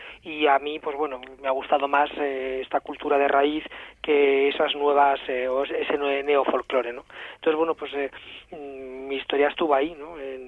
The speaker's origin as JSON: {"language": "Spanish", "town": "Palazuelos de la Sierra", "region": "Castile and León", "country": "Spain", "said": "yo soy de Palazuelos de la Sierra, aquí en La Demanda, y muy cerquita de Atapuerca"}